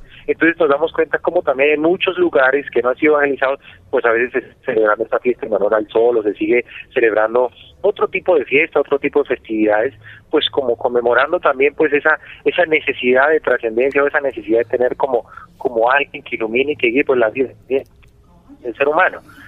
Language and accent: Spanish; Cundinamarca, Colombia; como cundinamarqueses y como colombianos, pues redescubramos el espíritu de la Navidad